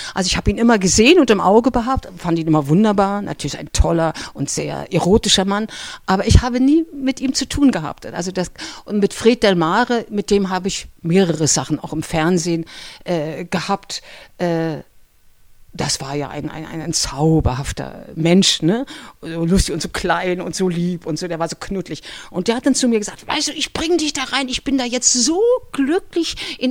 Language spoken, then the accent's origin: German; Berlin, Germany; weil ich bin auch ein Berliner Typ. Ich komme aus dem Hinterhaus.